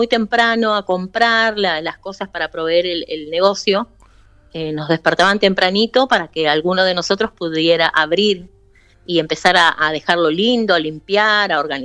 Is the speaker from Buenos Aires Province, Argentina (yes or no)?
yes; San Justo, Buenos Aires Province, Argentina; Yo me crié en un barrio de la provincia, en San Justo.